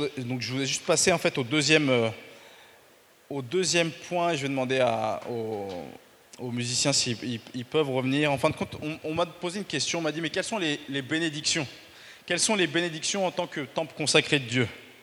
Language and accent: French; France; je suis un vrai Français